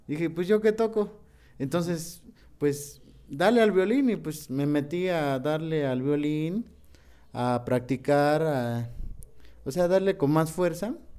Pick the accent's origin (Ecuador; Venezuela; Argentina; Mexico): Mexico; Tepetzintla, Veracruz; Porque de ahí de donde yo vengo, que es mi pueblo que se llama Tepetzintla, que significa lugar al pie del cerro